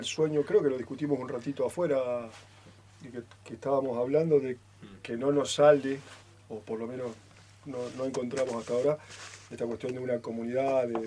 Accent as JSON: {"language": "Spanish", "region": "Santa Fe", "country": "Argentina", "tie": "born or raised there", "said": "el barrio donde yo me crié, en Santa Fe. Era barrio como acá, así, Santa Fe capital, y era un pueblo grande."}